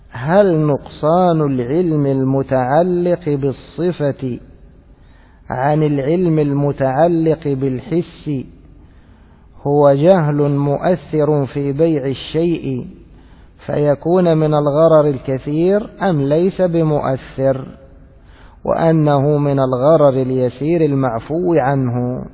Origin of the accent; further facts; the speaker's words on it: Egypt; يعني أنا مرة ذهبت أشتري عندنا في مصر